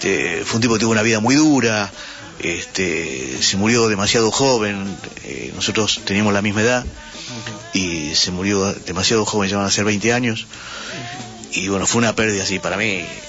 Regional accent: Buenos Aires, Argentina; nosotros somos tipo de barrio, nosotros nos criamos en un barrio, nosotros somos de Versalles.

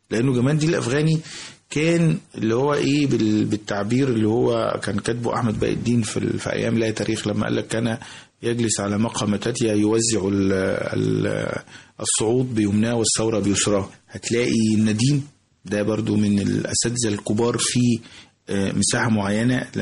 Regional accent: Egypt; انت عارف احنا عندنا في مصر احنا بنسميهم في المينا الاسطوات

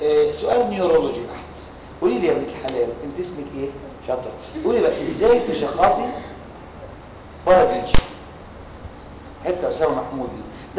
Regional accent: Egypt; عندنا في مصر بيقولوا كده

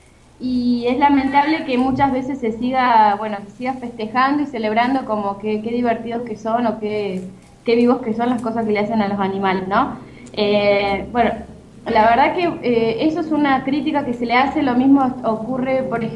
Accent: Argentina; eso es lo que ocurre en mi país. Acá tenemos los caballos que están en la ciudad

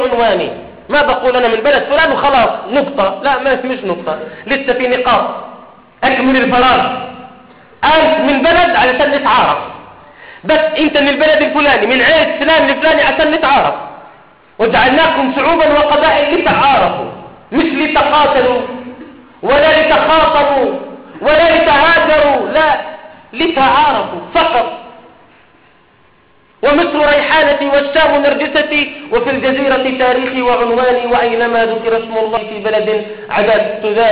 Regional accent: Jordan; وأن تحفظ بلادنا الأردن

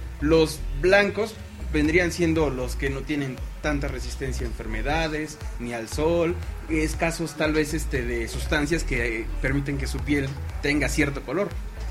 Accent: Durango, Mexico; Del norte de Durango, de hecho.

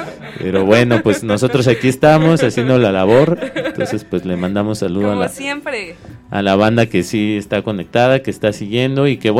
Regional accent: Iztapalapa, Mexico City, Mexico; yo, por ejemplo, crecí en Iztapalapa y ahí se oía mucho

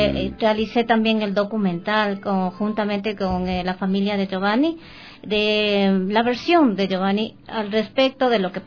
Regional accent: Ecuador; A nosotros como ecuatorianos necesitamos bastante del apoyo de ustedes

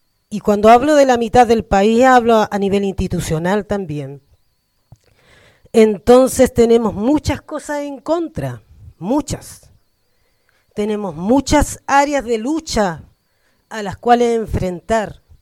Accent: San Antonio, Valparaíso, Chile; de Fortaleza, del lado del polígono Pelancura y del Cerro Centinela.

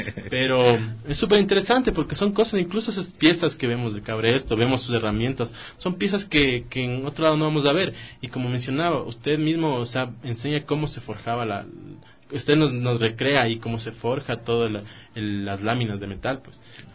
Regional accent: Ecuador; estos oficios que nos van formando, como les he mencionado a lo largo del programa, como ecuatorianos

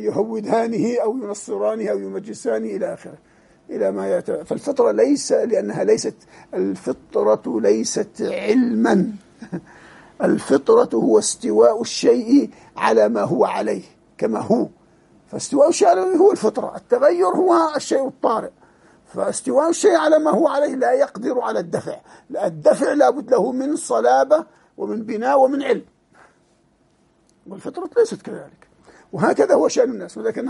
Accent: Jordan; يعني عندنا في الأردن تعرفون الديمقراطية فتحت لما صارت ثورة الخبز في معان

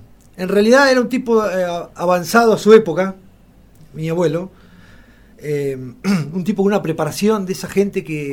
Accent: Alpachiri, La Pampa, Argentina; De Alpachiri. Uh-huh. Siempre, sí.

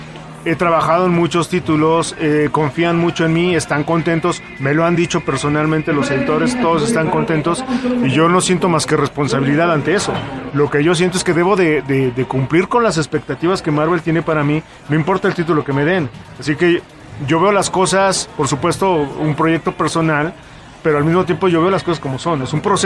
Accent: Mexico; Mientras sigamos pensando como mexicanos, lo veo imposible.

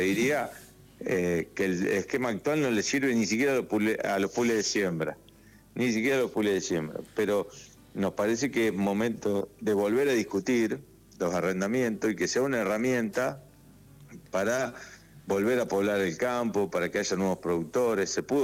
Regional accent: Jovita, Córdoba, Argentina; es de mis tíos, se lo alquilo a mis tíos, era una estancia, La Juanita se llamaba, al sur de Córdoba, en Jovita, mi pueblo.

